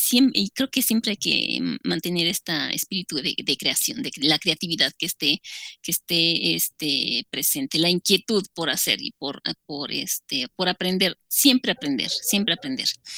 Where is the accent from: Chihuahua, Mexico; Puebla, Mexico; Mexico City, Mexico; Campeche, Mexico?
Puebla, Mexico; a nosotros, como voy a hablar en mexicanos, nos identifica y sobre todo a nosotros también como parte poblana nos identifica